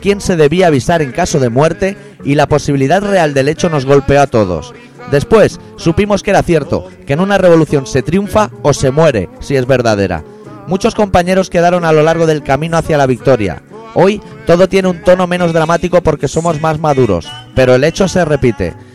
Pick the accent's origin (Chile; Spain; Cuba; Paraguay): Spain; Catalonia; nosotros los catalanes metemos el dinero en un tubo